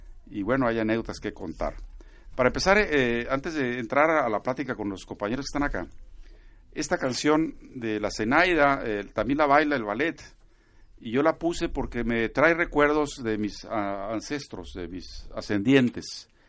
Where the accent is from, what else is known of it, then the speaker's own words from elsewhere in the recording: Tijuana, Baja California, Mexico; born there; yo soy de Jalisco prácticamente. O sea, yo nací en Tijuana. Al año que llegamos a Tijuana, en el 52... En el 53 nací, pero la comida, la música, sí. las tradiciones religiosas, todos venían de Jalisco